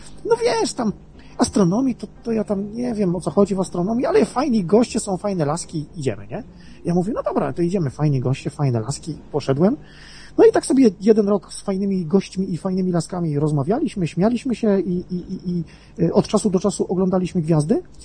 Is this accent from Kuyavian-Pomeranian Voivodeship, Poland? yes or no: yes; Grudziądz, Kuyavian-Pomeranian Voivodeship, Poland; now in Kalisz, Poland; Jestem z Grudziądza. Teraz mieszkam w Kaliszu, pochodzę z Grudziądza